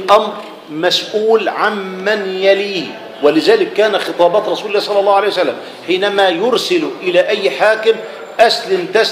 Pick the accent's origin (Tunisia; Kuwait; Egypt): Egypt; وما انا مش بقول عشان انا احنا مصريين